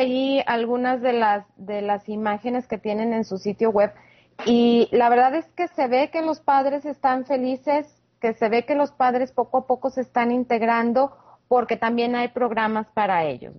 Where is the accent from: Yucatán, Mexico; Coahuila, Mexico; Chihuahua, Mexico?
Coahuila, Mexico; Saltillo; en México, en Saltillo, de donde yo soy